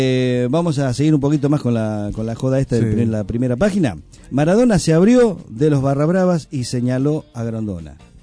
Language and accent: Spanish; Buenos Aires, Argentina; Yo viniendo de Capital y siendo porteño